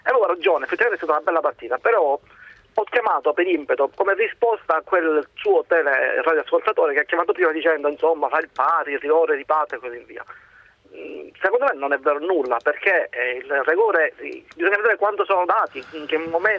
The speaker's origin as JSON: {"language": "Italian", "region": "Sicily", "country": "Italy", "tie": "born or raised there", "said": "sono siciliano"}